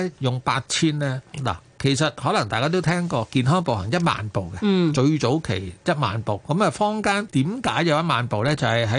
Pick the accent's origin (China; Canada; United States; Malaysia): China; 我哋中國人有八字咧，就係發發發啊嘛。